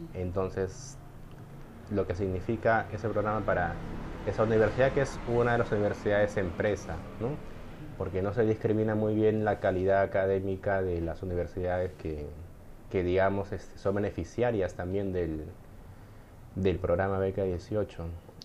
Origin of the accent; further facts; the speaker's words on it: Lima, Peru; soy de Lima, de padres migrantes, de Ayacucho y de la serranía de Lima.